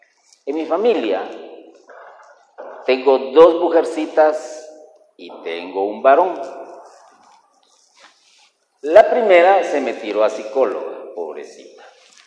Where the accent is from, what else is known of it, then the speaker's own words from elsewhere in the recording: Guatemala; como somos buenos guatemaltecos